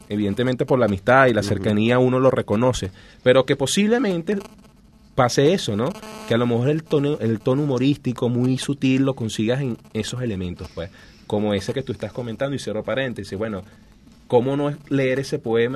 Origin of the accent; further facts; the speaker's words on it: Caracas, Capital District, Venezuela; born there; Yo nací en Caracas.